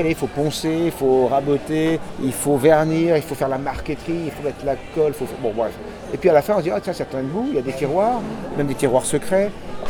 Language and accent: French; France; moi, je suis français 100%